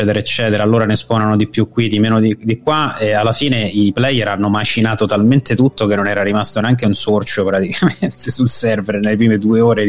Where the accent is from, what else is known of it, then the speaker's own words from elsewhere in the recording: Ostia, Lazio, Italy; Poi io sono di Ostia, in realtà, di base, per cui nato a Ostia, vissuto lì per un sacco di anni.